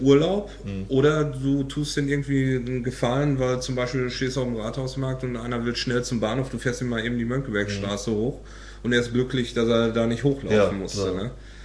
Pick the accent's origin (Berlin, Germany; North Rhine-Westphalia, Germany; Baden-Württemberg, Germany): North Rhine-Westphalia, Germany; now in Hamburg, Germany; Ich bin aus dem Sauerland ursprünglich.